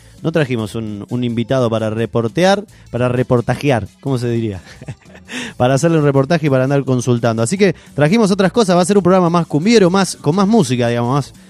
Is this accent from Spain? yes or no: no; Argentina; qué distinto que somos los argentinos con el tema del fútbol.